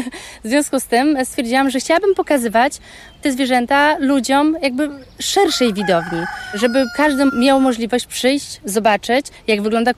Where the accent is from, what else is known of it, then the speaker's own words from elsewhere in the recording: Warsaw, Masovian Voivodeship, Poland; Ja pochodzę z Woli, z blokowiska, z betonu tak zwanego.